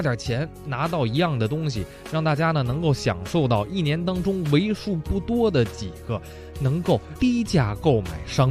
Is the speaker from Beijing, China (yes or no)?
yes; Beijing, China; 首先我喜欢吃咱们北京的酱货，我是北京人吧